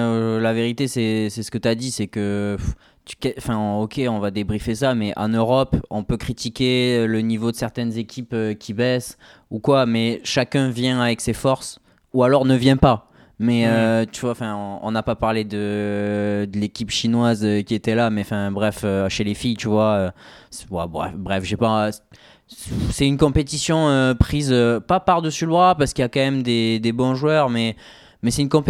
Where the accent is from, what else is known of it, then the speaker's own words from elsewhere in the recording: France; nous en tant que Français